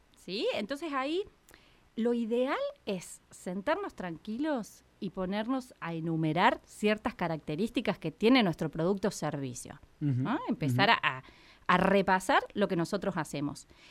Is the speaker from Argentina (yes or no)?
yes; Córdoba, Argentina; Como buena cordobesa, tengo que decir.